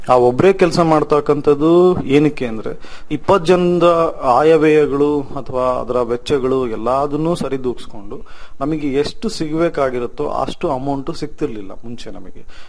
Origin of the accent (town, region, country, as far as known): Anaveri, Karnataka, India; born or raised there